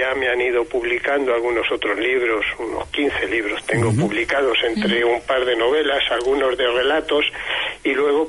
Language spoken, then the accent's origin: Spanish; Albacete, Castilla-La Mancha, Spain; No, yo soy de Albacete.